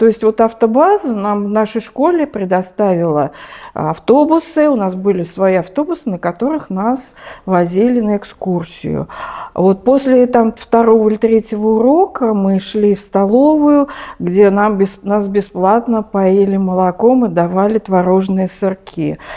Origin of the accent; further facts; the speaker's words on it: Moscow, Russia; Все мое детство прошло в Москве. Я родилась в Москве, училась в Москве. То есть я коренная москвичка. Мои бабушки и дедушки тоже были жили в Москве. Я училась в московских школах.